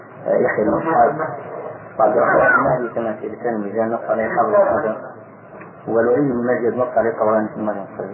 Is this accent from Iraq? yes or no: no; Egypt; فأخذها بعض أهل بعض الناس عندنا في مصر